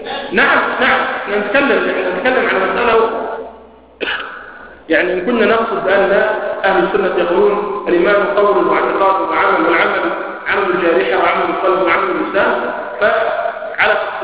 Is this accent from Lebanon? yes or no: no; Egypt; لكن الذين يتكلموا بهذه المسائل أكثر عندنا في مصر قالوا بأنه لا يكفر